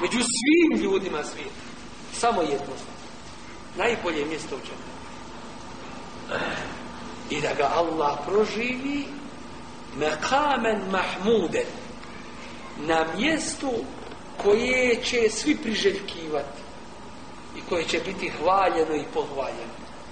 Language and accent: Bosnian; Sarajevo, Federation of Bosnia and Herzegovina, Bosnia & Herzegovina; also born or lived in Medina; 66. sam rođen, u Sarajevu, završio HIFS s osnovnom školom